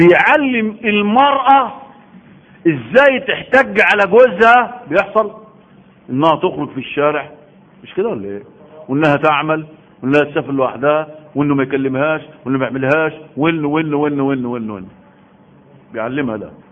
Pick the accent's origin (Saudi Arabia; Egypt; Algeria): Egypt; اكبر علم عندنا في مصر